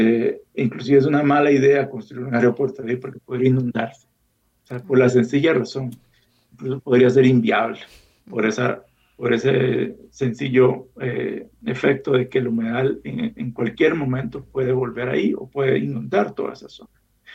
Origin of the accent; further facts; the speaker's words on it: Costa Rica; Y tenemos entonces un misterio, una cuestión que como sociedad costarricense debería de interesarnos para conocer nuestro pasado.